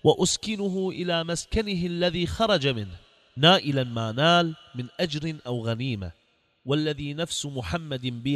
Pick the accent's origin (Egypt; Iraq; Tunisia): Iraq; أصبح الجهاد عندنا في العراق